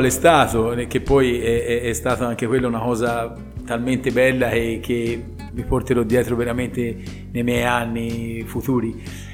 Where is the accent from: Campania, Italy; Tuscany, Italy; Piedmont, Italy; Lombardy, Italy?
Tuscany, Italy; Montevarchi; io sono di Montevarchi